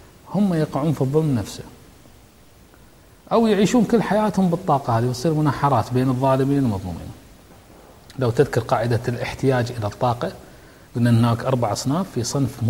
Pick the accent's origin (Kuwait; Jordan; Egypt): Kuwait; عندنا بالكويت وعندك أنت في بلدك وكل مكان